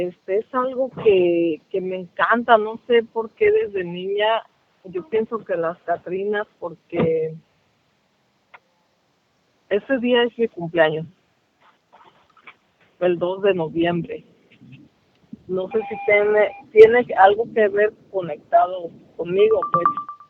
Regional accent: Michoacán, Mexico; Soy originaria de Michoacán y con este año llevan 3 años que ponemos el altar.

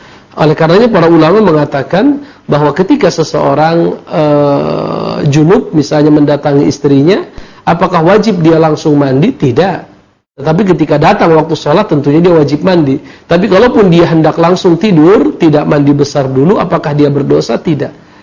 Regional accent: North Sumatra, Indonesia; walaupun saya berasal dari sana, dari Mandailing, tetapi kebanyakan aktivitas adalah di Jakarta ya.

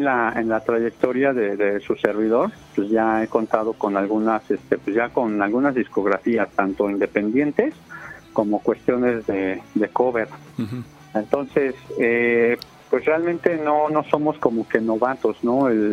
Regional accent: Mexico; a veces traemos como mexicanos la costumbre de que lo queremos gratis

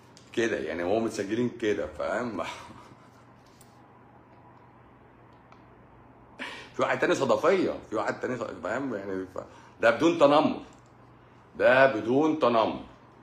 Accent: Egypt; احنا بقى عايزين نعمل واحدة احنا عندنا في مصر.

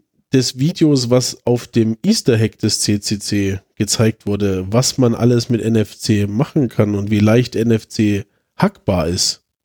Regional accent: Chemnitz, Saxony, Germany; Ich komme jetzt mal zu meiner Heimatstadt.

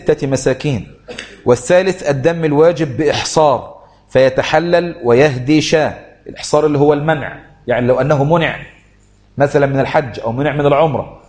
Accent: Egypt; جزء الحمام عندنا في مصر غالي جدا

